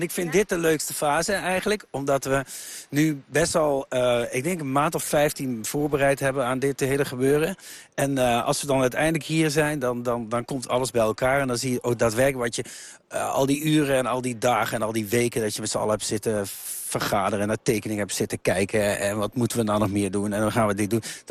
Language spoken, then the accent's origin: Dutch; Lieshout, North Brabant, Netherlands; Ja, ik ben geboren in Lieshout. Dat ligt tussen Eindhoven en Helmond. Dus ik woonde hier 11 kilometer vandaan.